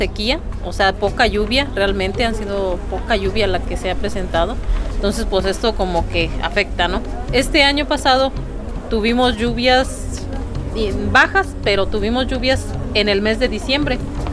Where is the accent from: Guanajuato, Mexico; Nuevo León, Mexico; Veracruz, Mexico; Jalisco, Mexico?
Guanajuato, Mexico; Ciénega de Juana Ruiz; soy de Ciénega de Juana Ruiz, municipio de San Miguel de Allende.